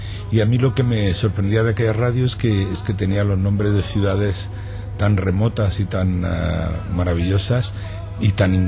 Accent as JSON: {"language": "Spanish", "town": "Granada", "region": "Andalusia", "country": "Spain", "tie": "born there", "said": "No, yo nací en Granada."}